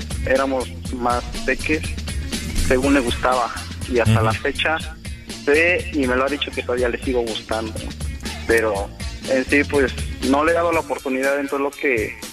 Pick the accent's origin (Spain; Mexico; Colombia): Mexico; Puebla; now in Acapulco, Mexico; Yo soy de Puebla, pero ahorita estoy aquí en Acapulco.